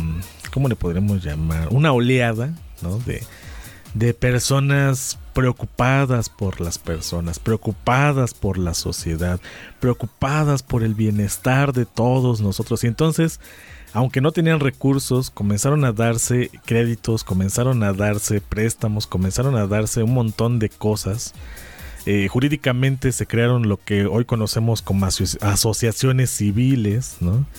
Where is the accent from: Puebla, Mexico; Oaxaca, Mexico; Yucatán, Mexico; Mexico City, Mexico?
Puebla, Mexico; No tiene ni idea lo que necesitamos como poblanos.